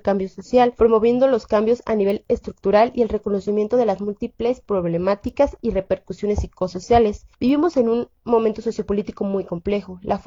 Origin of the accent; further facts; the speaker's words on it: State of Mexico / Mexico City, Mexico; somos morritas del Estado de México y de la Ciudad de México